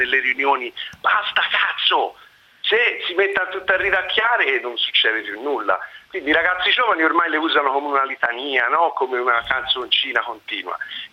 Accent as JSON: {"language": "Italian", "region": "Tuscany", "country": "Italy", "lives_now": "Milan, Italy", "said": "io sono toscano, trapiantato a Milano"}